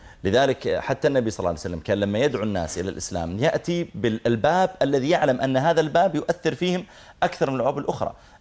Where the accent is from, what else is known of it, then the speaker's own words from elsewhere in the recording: Saudi Arabia; قلت أنا من from Saudi Arabia